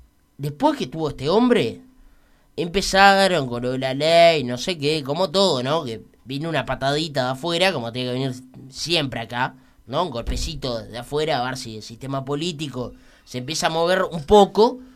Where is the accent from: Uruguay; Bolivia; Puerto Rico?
Uruguay; cómo somos también los uruguayos, ¿no?